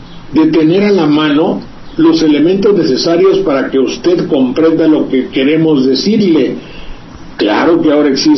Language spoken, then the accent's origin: Spanish; Veracruz, Mexico; como los que hay por mi tierra, que yo comprendo efectivamente